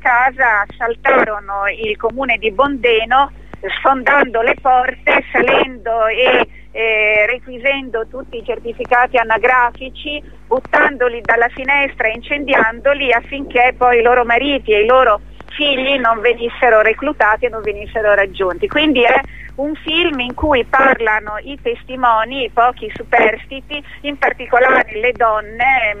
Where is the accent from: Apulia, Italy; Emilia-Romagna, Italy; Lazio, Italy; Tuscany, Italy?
Emilia-Romagna, Italy; Ferrara; io vengo da quei luoghi, sono nata a Ferrara, conosco quei luoghi, amo quei luoghi, e pensavo che ritornare a casa sarebbe stato più semplice.